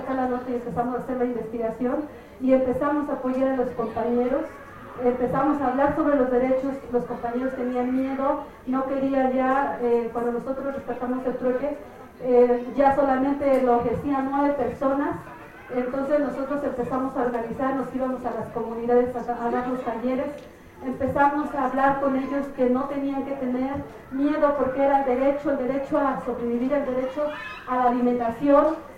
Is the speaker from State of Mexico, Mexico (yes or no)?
yes; Pilapa, State of Mexico, Mexico; vengo del pueblo indígena de Sector Pilapa.